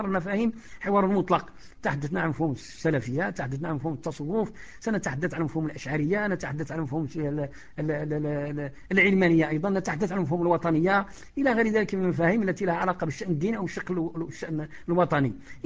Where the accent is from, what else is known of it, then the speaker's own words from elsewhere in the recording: Morocco; لانه صناعه الخطابه هذه صناعه يعني شبه منعدمه عندنا في المغرب